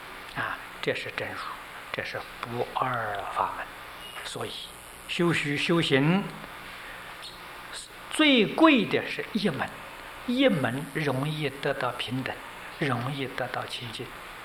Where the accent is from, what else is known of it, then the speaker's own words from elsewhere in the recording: China; 我们中国人讲和平，你不和，你就不会平了。